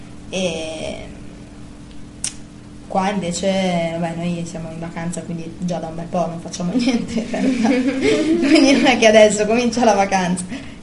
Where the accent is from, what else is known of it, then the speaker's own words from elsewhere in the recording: Bologna, Emilia-Romagna, Italy; now in Uruguay; siamo di Bologna